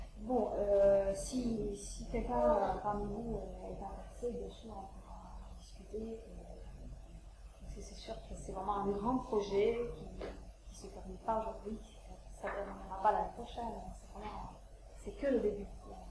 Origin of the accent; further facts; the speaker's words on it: Italy; French is a second language; moi, je suis italienne, donc je peux un petit peu faire la comparaison entre la France et l'Italie.